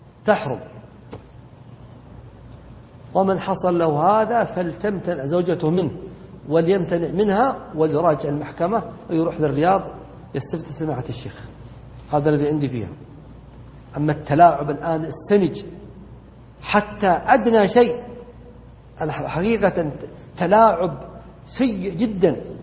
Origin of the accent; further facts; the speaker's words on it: Najd, Saudi Arabia; عندنا في نجد تقول المرأة أبونا جاء وتقصد يعني عيالها